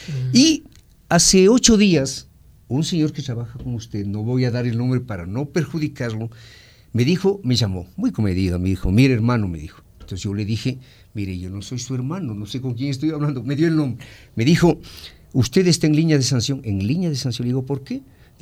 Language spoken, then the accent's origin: Spanish; Ecuador; Pero usted sabe cómo somos los ecuatorianos, pues, Fernando.